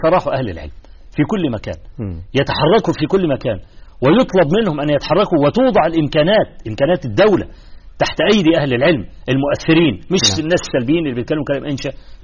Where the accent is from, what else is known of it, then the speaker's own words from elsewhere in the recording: Egypt; في مثل عندنا في مصر